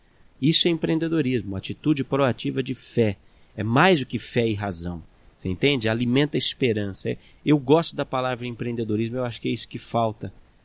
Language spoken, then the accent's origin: Portuguese; Jundiaí, São Paulo, Brazil; born there; eu sou de Jundiaí, isso aí porque é uma noção equivocada, né? Eu nasci na região metropolitana da Grande Jundiaí, da qual São Paulo faz parte ali.